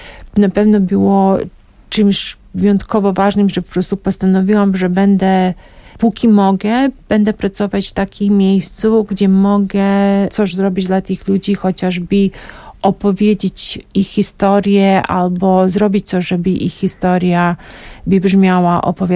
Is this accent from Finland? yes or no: no; Mostar, Herzegovina-Neretva Canton, Bosnia & Herzegovina; Polish is a second language; also born or lived in Belgrade; now in Poland; jestem z Mostaru, ale wiesz, nie bezpośrednio przyjechałam z Mostaru, tylko miałam taki przystanek 2-letni w Belgradzie. Tak, jestem z Białej Jugosławii, tak to jest, Mostar jest teraz w Bośni i Hercegowinie